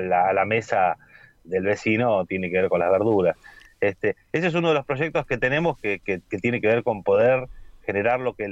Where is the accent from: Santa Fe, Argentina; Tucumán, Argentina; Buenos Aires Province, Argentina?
Santa Fe, Argentina; El Trébol; nosotros somos del Trébol, Santa Fe, es una localidad, una ciudad pequeña